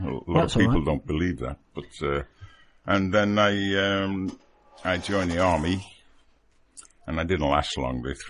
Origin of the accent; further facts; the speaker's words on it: Liverpool, North West England, United Kingdom; But I'm from Liverpool, so yeah, I can do that.